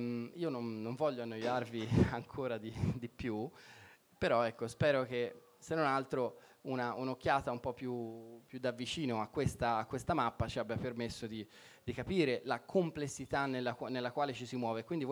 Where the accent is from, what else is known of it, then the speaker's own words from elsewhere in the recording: Tuscany, Italy; per me almeno, che così, che io sono toscano e quindi mi ricorda, con tanti olivi, tante vigne, mi ricorda molto anche appunto la Toscana